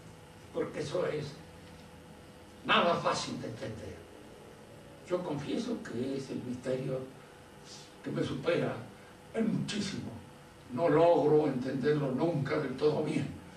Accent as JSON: {"language": "Spanish", "country": "Argentina", "said": "de alguna manera soy argentino y tengo miedo de ser más chorro de lo que creo."}